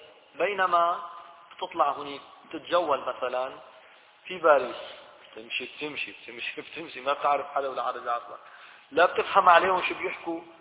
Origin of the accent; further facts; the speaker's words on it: Syria; accent: Levantine Arabic; بس لتلاقي واحد عم يحكي في الحرم هيك بلهجتنا الشامية البسيطة هاي، تشعر حالك لا شعوريا تتمسك فيه